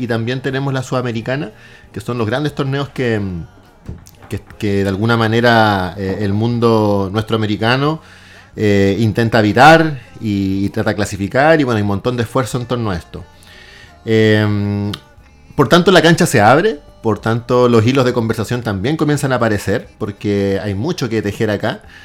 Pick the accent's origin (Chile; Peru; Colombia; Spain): Chile; Iquique, Tarapacá; born there; yo soy iquiqueño de nacimiento